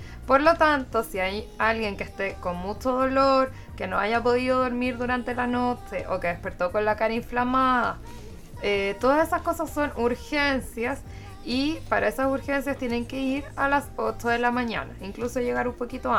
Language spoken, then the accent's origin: Spanish; Concepción, Biobío, Chile; born there; Yo nací acá en Concepción.